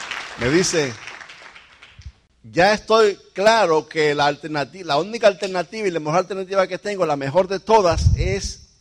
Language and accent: Spanish; Dominican Republic; Nuestro país, República Dominicana. ¿Sabes lo que vamos a hacer? Vamos a ir donde ella nació y donde yo nací, a llevar a nuestros hijos.